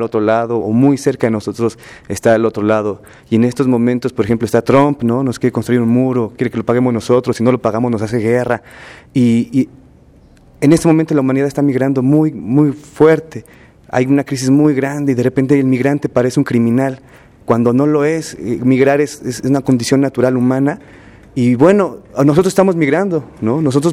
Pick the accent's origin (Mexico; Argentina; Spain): Mexico; nosotros como mexicanos tenemos una identidad migrante muy fuerte.